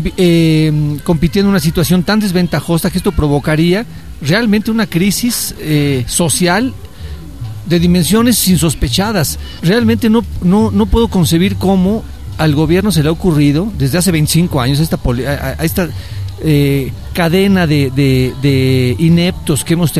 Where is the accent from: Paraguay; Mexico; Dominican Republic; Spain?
Mexico; Llamar a la gente a que defienda algo de lo sustancial que tenemos como mexicanos, como personas en este país.